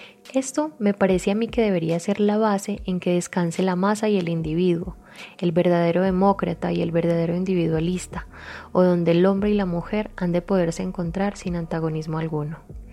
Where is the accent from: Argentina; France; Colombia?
Colombia; moved away as an adult; now in Mexico; soy colombiana, radico en México hace aproximadamente 5 años.